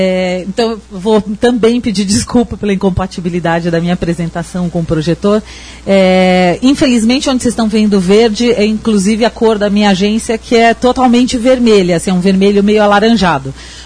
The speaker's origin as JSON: {"language": "Portuguese", "region": "São Paulo", "country": "Brazil", "said": "Pelo meu sotaque, vocês já devem ter percebido que eu não sou daqui, né? Sou estrangeira, sou de São Paulo."}